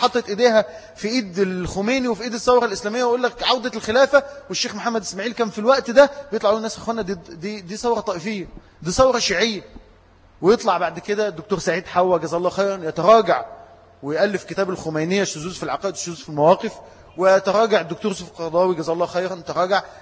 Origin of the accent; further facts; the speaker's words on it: Egypt; إن عندنا في مصر من ثبت على هذا الحق